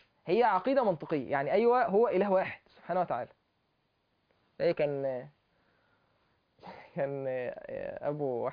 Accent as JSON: {"language": "Arabic", "country": "Egypt", "said": "فانا عايز اوصل له ان انت صيني وانا مصري"}